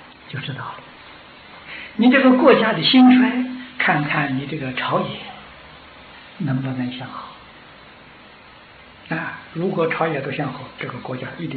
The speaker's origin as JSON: {"language": "Chinese", "country": "China", "said": "我们中国人俗话说金銮殿"}